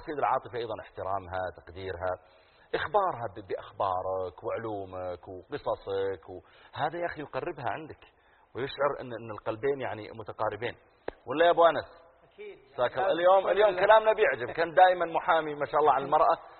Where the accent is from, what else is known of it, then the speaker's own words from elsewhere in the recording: Eastern Province, Saudi Arabia; also born or lived in Riyadh; وأنا من أهل الرياض، لكن ربوت هناك ويبدو أن طبيعة المناطق البحرية يصير عندهم مثل كذا